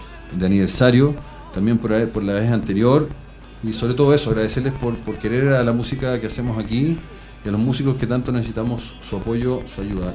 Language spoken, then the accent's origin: Spanish; Chile; Nosotros necesitamos una identidad como chilenos, no tenemos que perderla